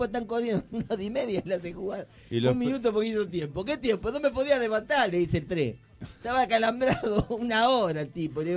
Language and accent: Spanish; Argentina; Porque soy argentino.